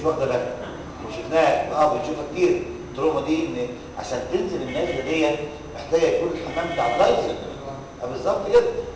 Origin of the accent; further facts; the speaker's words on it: Egypt; كان زمان وأنا صغير في مصر